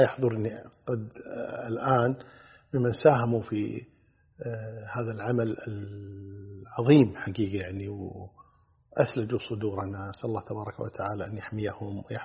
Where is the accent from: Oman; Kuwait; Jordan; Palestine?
Kuwait; مجموعة طيبة مباركة كبيرة جدا عندنا في الكويت